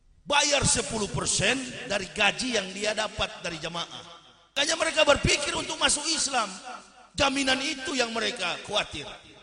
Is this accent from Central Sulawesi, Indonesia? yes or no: no; Manado, North Sulawesi, Indonesia; Saya orang Manado, ceramah di Manado.